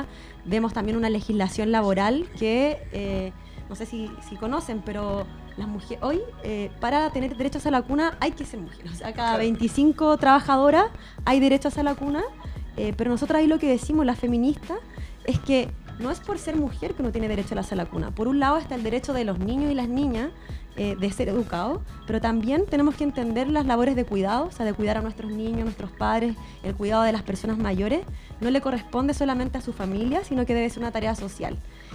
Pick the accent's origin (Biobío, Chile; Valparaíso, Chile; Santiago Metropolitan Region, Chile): Santiago Metropolitan Region, Chile; La Florida; soy floridana también.